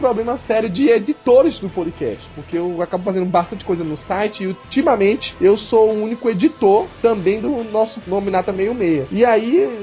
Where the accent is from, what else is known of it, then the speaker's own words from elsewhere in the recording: Pernambuco, Brazil; now in São Paulo, Brazil; eu também sou de Pernambuco, mas já moro em São Paulo há bastante tempo.